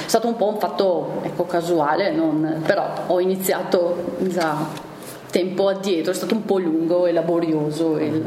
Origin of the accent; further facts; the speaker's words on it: Vicenza, Veneto, Italy; essendo vicentino, e quindi erano territori che conoscevo